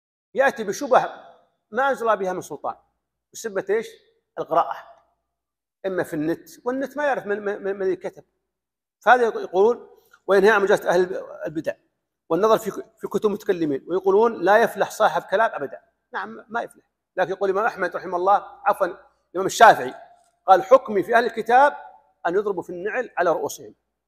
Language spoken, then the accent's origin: Arabic; Saudi Arabia; كان يقرأ عن الإلحاد هنا عندنا في السعودية